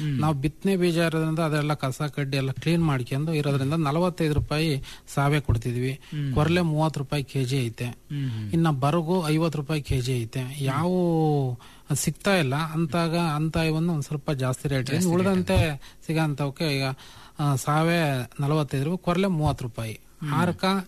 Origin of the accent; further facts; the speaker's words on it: Bhatrahalli, Karnataka, India; ನಮ್ದು ಮೂಲತಃ ಚಿಕ್ಕನಹಳ್ಳಿ ತಾಲೂಕು ಭಟ್ರಳ್ಳಿ ಅಂತ ಹಳ್ಳಿ.